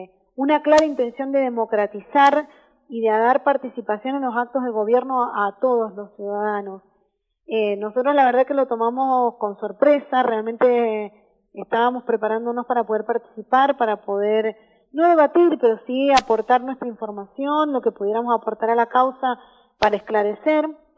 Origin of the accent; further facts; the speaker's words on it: Argentina; Como argentinos sabemos salir adelante